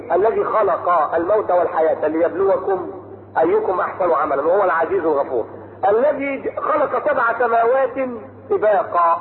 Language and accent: Arabic; Egypt; في ناس مخابيل كانوا جايين هنا في القمر عند الاهرام في الجيزه عندنا في مصر